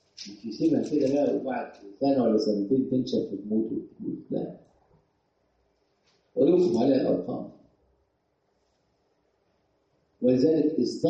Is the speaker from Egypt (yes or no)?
yes; Egypt; بتهمنا، لأن إحنا مصريين.